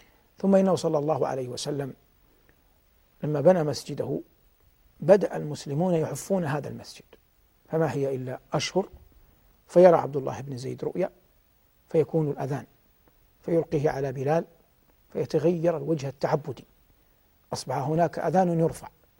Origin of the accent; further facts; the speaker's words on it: Medina, Medina Province, Saudi Arabia; فهذا بعض مما قيل من آثار وذكر من أخبار في هذه المدينة المباركة، مدينتي